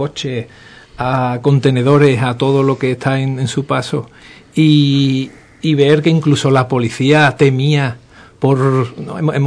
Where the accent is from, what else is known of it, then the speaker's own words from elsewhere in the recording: Spain; como ciudadano de a pie, como español, me dan vergüenza